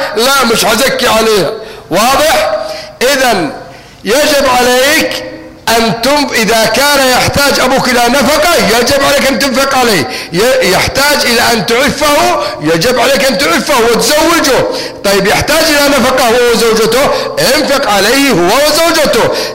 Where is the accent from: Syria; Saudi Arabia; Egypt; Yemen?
Yemen; الموسكي عندنا في اليمن